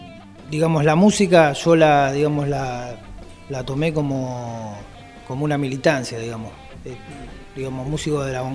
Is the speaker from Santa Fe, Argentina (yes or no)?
no; Bahía Blanca, Buenos Aires Province, Argentina; nací en Bahía Blanca, fui nacido en Bahía Blanca y, digamos, donde yo, digamos, viví prácticamente todos mis años fueron en el barrio Mapuche, que está cerca de Villa Rosas.